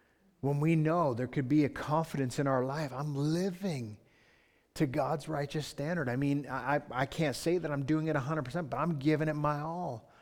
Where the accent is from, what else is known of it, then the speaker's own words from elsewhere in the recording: Thorndale, Ontario, Canada; I'm Canadian. I'm from Thorndale.